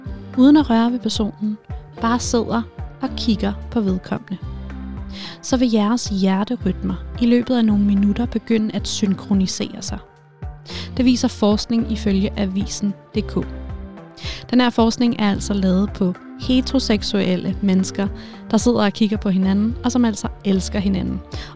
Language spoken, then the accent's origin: Danish; Copenhagen, Capital Region of Denmark, Denmark; Jeg er fra København.